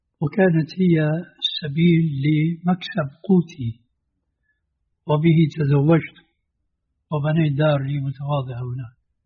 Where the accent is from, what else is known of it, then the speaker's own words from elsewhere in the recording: Damascus, Damascus Governorate, Syria; كما يقال عندنا في دمشق.